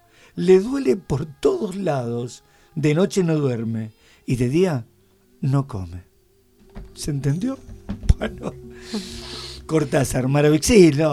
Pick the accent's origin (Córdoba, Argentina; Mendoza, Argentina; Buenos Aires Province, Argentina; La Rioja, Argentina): Córdoba, Argentina; San Marcos Sierra; Yo soy de San Marcos Sierra.